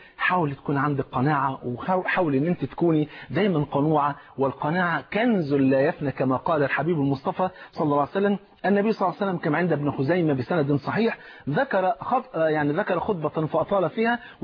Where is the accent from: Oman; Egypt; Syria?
Egypt